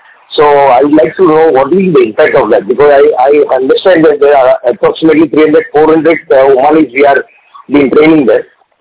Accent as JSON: {"language": "English", "country": "India", "second_language": "English", "said": "being Indian, I was very proud"}